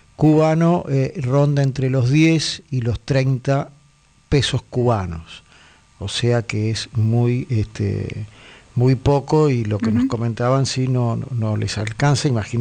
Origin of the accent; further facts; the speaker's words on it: Buenos Aires, Argentina; Me quedaría acá. Yo soy porteño.